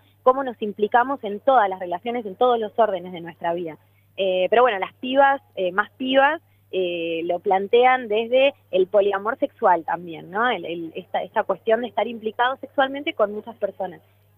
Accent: Ushuaia, Tierra del Fuego, Argentina; born there; también espero que pueda llegar a mi ciudad natal, que es Ushuaia, Tierra del Fuego.

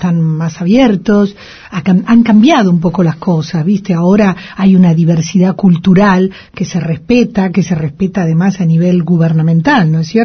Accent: Argentina; now in Spain; Pero yo no me comporté como una argentina melancólica. Además, tengo que reconocer que yo me quedo en Cataluña porque me pongo de novia.

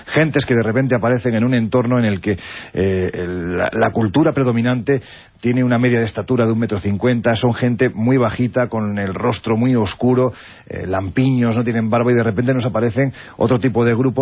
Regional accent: Andalusia, Spain; Oye, yo siempre digo que soy andaluz sin gracia

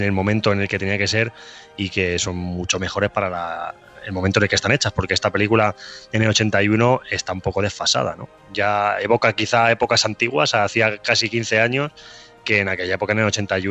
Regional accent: Toledo, Castilla-La Mancha, Spain; Yo soy de Toledo en realidad

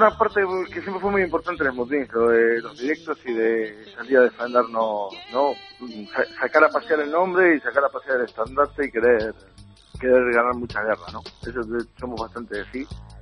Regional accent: Buenos Aires, Argentina; now in Spain; en realidad el único que es de afuera de Cantabria soy yo, que soy de Buenos Aires.

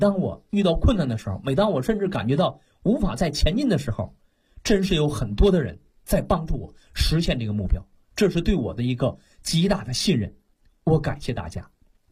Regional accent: China

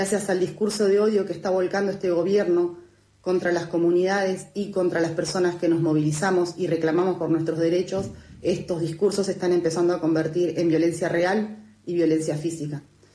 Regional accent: Chubut, Argentina; de Chubut, soy militante ambientalista y comunicadora social.

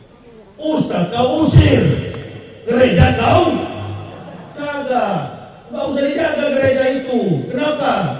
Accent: Manado, North Sulawesi, Indonesia; Kampung saya Manado

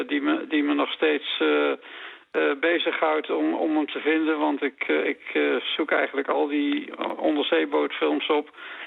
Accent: Venlo, Limburg, Netherlands; born there; also born or lived in Waalwijk; Mijn geboorteplaats is Venlo.

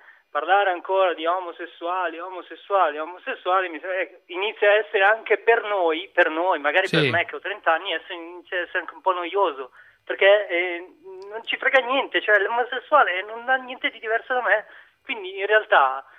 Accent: Milan, Lombardy, Italy; io ho 30 anni, nato e cresciuto a Milano

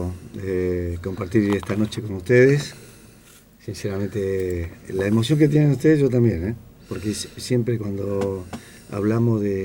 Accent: Corrientes, Argentina; Y cuando yo tenía 16 años, que todavía estaba en Corrientes. Yo soy de Corrientes, 1000 kilómetros de Buenos Aires.

